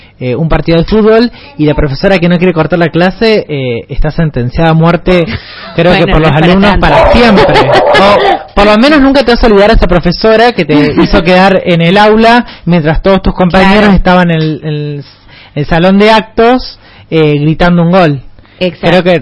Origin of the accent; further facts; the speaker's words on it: Argentina; de esto que nos caracteriza, creo que como argentinos, ser futboleros